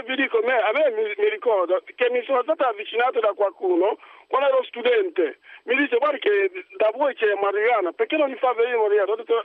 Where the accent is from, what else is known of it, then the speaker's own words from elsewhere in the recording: Nigeria; Italian is a second language; now in Italy; sono nigeriano, sono medico, ho vissuto là, da quella parte, diciamo, quando ero studente di medicina.